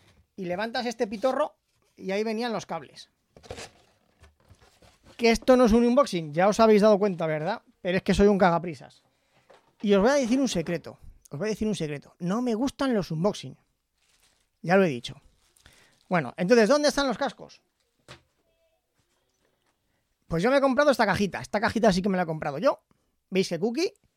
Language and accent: Spanish; Aragon, Spain; accent: Aragonese; yo tengo un acento maño, pero bestial.